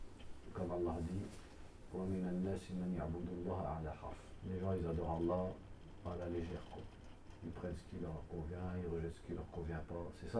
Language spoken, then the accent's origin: French; Douai, Hauts-de-France, France; moi je viens de Douai